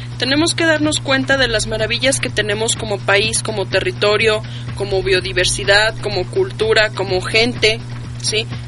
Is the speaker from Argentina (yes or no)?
no; Mexico; como pueblos, como pueblo mexicano que somos